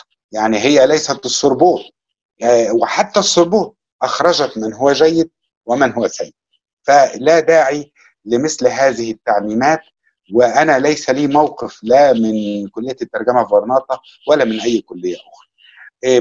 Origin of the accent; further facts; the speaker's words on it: Egypt; أو كمصري لأدبي ولثقافتي أنا أعتقد أنها مختلفة